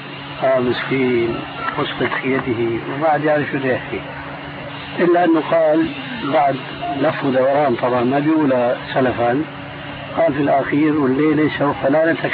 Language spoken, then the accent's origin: Arabic; Damascus, Damascus Governorate, Syria; أقول ناس عندنا في دمشق يعني